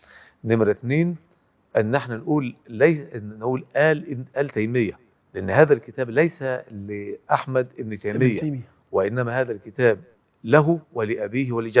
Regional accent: Egypt; من كبار المهتمين بالاصول وبالعلم الكلام في بلدنا مصر

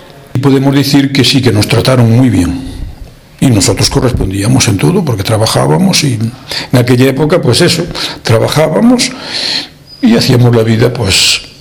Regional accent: Galicia, Spain; moved away as an adult; now in Netherlands; yo soy de Orense, de un pueblecito de cerquita de Orense. Hacíamos la vida mucho en la capital. Trabajaba en la capital, trabajaba en Orense mismo

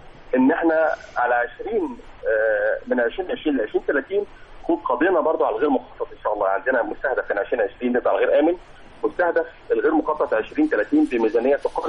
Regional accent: Port Said, Port Said Governorate, Egypt; ال ال عندنا بورسعيد فيها بورسعيد فيها مثلا المسامات القديمه

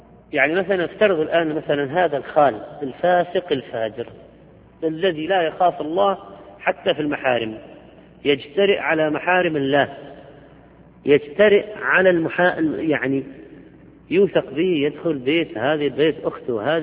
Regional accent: Algeria; عندنا في الجزائر بدلا من كلمة الله معك، الله معك، نقول الله عماك، على سبيل ما اعتدنا عليه من اللهجة.

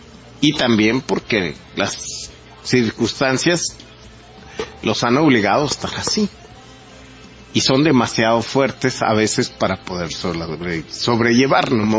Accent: Mexico; Creando enemigos para combatirlos y unirnos como mexicanos.

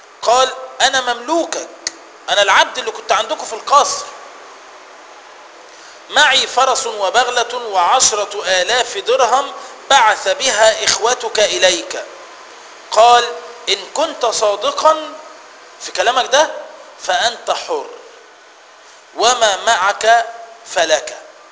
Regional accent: Egypt; خلي بالك ده الكلام ده هنا عندنا في مصر

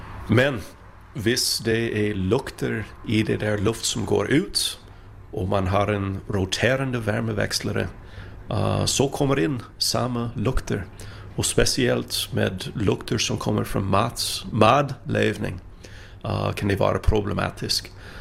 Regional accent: Minnesota, United States; Danish is a second language; now in Sweden; Jeg er fra Minnesota og har boet i Sverige i nogle års tid.

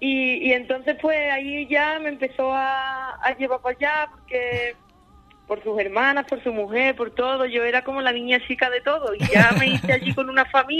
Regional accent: Andalusia, Spain; como toda la zona que yo era de aquí, o sea, es que yo era la única que había de la zona de la sierra, sí, de Cádiz

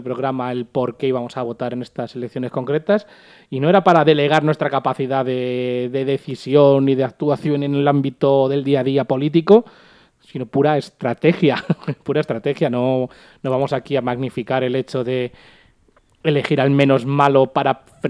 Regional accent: Madrid, Community of Madrid, Spain; Si nos agota a nosotros siendo madrileños, siendo los directamente afectados

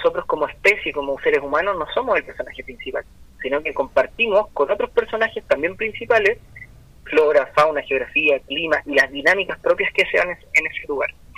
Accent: Viña del Mar, Valparaíso, Chile; por ejemplo aquí en Viña del Mar, yo soy de Viña del Mar

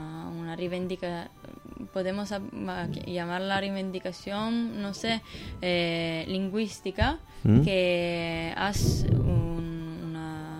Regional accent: Piedmont, Italy; Spanish is a second language; Yo arribo del Piemonte, que está en el noroeste de Italia, al confín con la Francia. Mi familia es de un pueblo pequeño, en una zona rural.

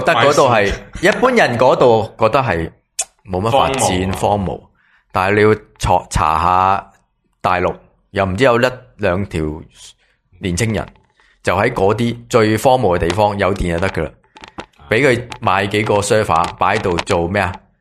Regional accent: Taiwan; 我觉得我系台湾人，

